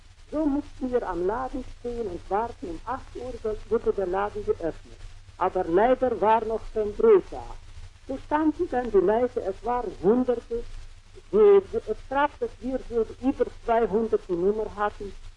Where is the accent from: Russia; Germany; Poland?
Russia; Orenburg, Orenburg Oblast; moved away as an adult; Ich bin aus Orenburg und habe die Möglichkeit gehabt, am 28. Juni Sowjetrussland zu verlassen. Es waren wohl viele Schwierigkeiten im Wege gelegt worden, aber doch ist es gelungen zu entfliehen. Ich lebte die letzten 2 Jahre in Orenburg